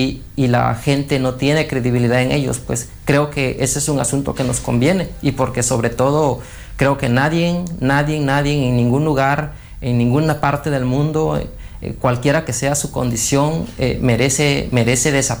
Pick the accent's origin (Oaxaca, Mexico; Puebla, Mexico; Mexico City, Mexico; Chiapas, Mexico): Oaxaca, Mexico; Tehuantepec; soy originario de Tehuantepec, del estado de Oaxaca, en México